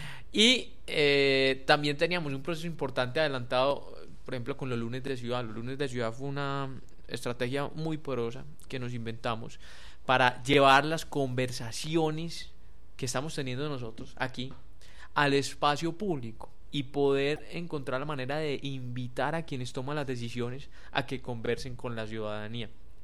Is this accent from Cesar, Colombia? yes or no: no; Medellín, Antioquia, Colombia; Yo soy de Medellín, yo apliqué para que se viniera a Medellín, sencillo, no hay nada más ahí.